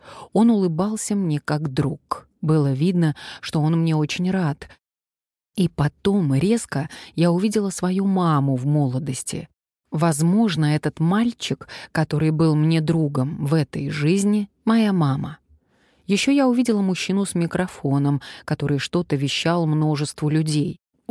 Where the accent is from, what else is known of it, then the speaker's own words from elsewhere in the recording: Kazakhstan; Я казашка из Казахстана